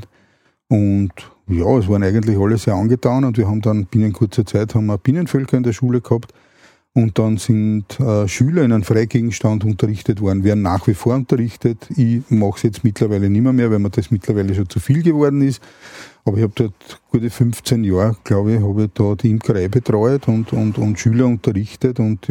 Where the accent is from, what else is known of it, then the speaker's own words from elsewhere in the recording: Vienna, Austria; Na, es war so, dass wir aufs Land gezogen sind. Also ich komme ursprünglich aus Wien.